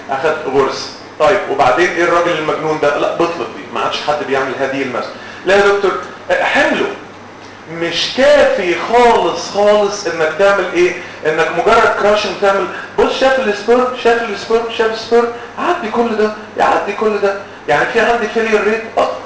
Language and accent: Arabic; Egypt; امال احنا بنعمل ايه عندنا في مصر؟